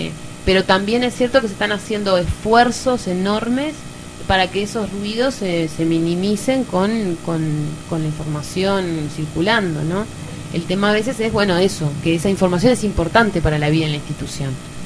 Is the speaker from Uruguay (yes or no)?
yes; Uruguay; yo siempre digo que somos bien el uruguayo, siempre le buscamos la vueltita a todo.